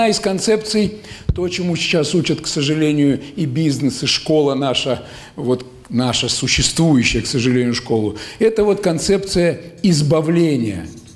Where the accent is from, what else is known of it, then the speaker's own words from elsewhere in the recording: Kostroma, Kostroma Oblast, Russia; я из Костромы-то, из Волги